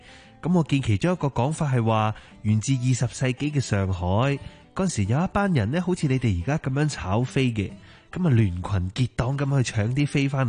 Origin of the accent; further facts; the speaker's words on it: Hong Kong; 等我哋香港人可以正正常常咁样睇一场演唱会，